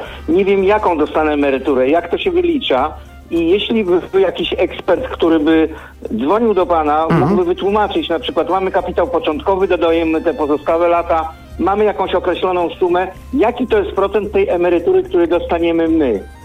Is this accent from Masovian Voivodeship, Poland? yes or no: no; Lublin, Lublin Voivodeship, Poland; bo jestem z Lublina